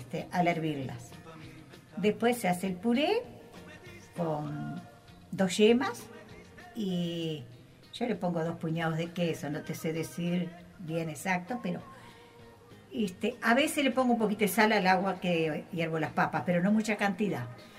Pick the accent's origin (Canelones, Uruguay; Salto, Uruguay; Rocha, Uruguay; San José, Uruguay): Canelones, Uruguay; Soca; Yo quiero mucho a mi pueblo, estar por esta, ahí. Soy soquense.